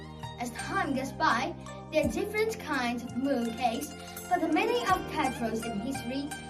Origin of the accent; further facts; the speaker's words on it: China; the Jotun Festival is a popular and important festival in China. I'd like to share the traditions in my hometown with you.